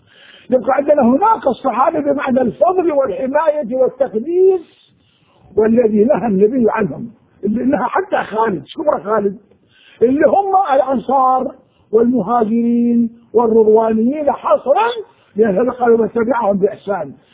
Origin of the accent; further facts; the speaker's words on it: Anbar, Iraq; أنا كنت أنا من أهل الأنبار